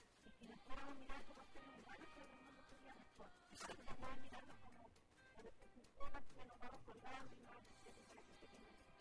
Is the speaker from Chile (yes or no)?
yes; Rancagua, O'Higgins, Chile; also born or lived in Valparaíso; Yo decidí venirme a Rancagua porque yo nací en Rancagua